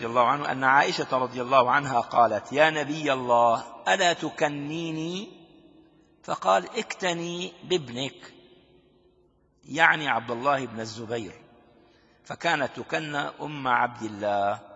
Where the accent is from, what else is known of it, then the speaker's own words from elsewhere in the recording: Damascus, Damascus Governorate, Syria; عندنا في دمشق الشام